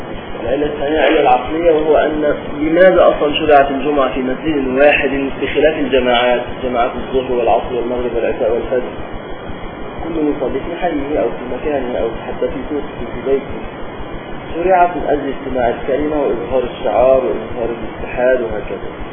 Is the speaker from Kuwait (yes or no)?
no; Upper Egypt, Egypt; كما يحصل عندنا في الصعيد مثلا